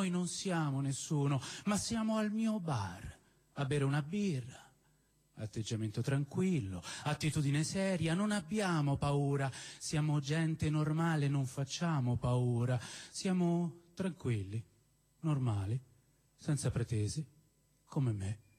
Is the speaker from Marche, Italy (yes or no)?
no; Rome, Lazio, Italy; born there; io sono nato a San Lorenzo